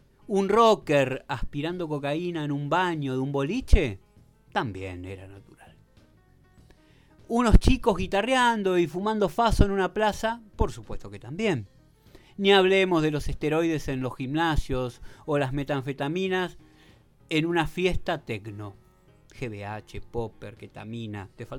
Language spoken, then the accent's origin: Spanish; Uruguay; no me siento identificado como uruguayo, definitivamente